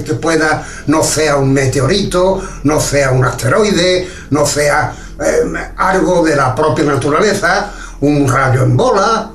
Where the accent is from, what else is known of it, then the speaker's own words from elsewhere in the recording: Algeciras, Andalusia, Spain; un señor alcalde de mi pueblo pensó de que los OVNI aquí no interesaban a la juventud de Algeciras.